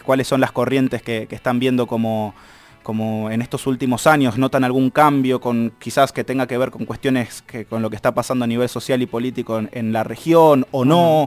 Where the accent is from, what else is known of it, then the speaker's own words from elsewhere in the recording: Buenos Aires, Argentina; los que somos porteños de aquí de Buenos Aires somos medio ensimismados